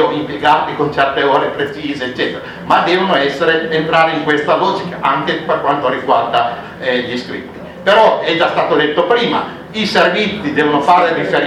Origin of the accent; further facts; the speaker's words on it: Cuneo, Piedmont, Italy; Io vengo da Cuneo, dalla provincia di Cuneo